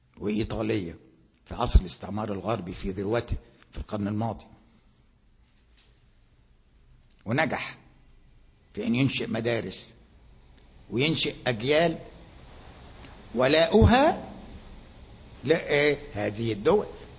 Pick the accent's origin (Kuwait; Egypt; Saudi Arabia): Egypt; عندنا في مصر